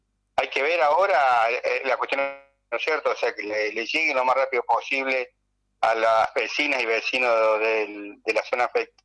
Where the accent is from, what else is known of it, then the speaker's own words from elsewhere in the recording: Córdoba, Argentina; nosotros somos de Punilla, de la sierra, sabemos que la posibilidad de incendio está a la vuelta de la esquina